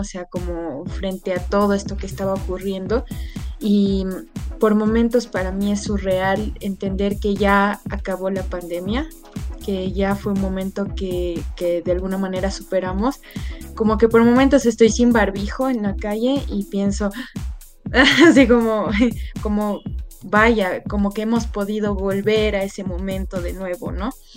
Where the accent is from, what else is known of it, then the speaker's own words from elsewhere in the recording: Bolivia; Porque yo vengo de Bolivia y conozco, aunque sea un poquito, del festival